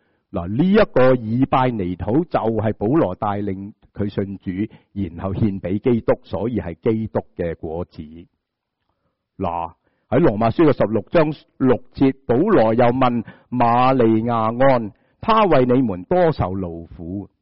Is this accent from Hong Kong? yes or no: yes; Hong Kong; 我们香港人会说是吗？